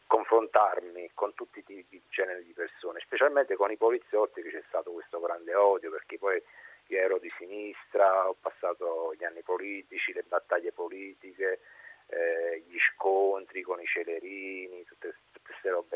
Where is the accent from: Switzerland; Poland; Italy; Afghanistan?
Italy; Naples, Campania; now in Alassio, Italy; io sono di Napoli, adesso mi trovo ad Alassio per lavoro. Però io, diciamo così, negli anni 78-80 vivevo a Napoli